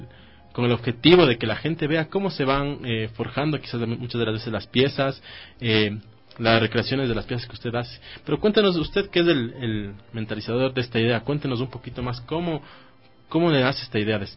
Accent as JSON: {"language": "Spanish", "country": "Ecuador", "said": "estos oficios que nos van formando, como les he mencionado a lo largo del programa, como ecuatorianos"}